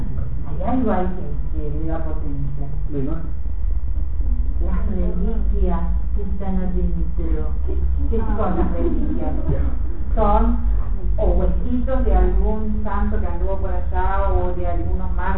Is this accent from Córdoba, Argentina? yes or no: no; Tres Algarrobos, Buenos Aires Province, Argentina; born there; Y en mi pueblo, donde yo nací, en Tres Algarrobos, en la provincia de Buenos Aires, estaban los pedacitos de la sotana